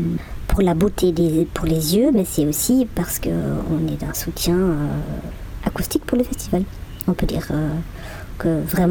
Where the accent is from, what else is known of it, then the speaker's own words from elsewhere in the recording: German-speaking Switzerland, Switzerland; French is a second language; on vient de la Suisse alémanique. Je sais, ça s'entend pas parce que j'ai quand même passé moins de temps en Suisse alémanique que maintenant que je passe. Donc ces dernières années en francophonie, on a certes encore un petit accent, mais ça se sent presque plus.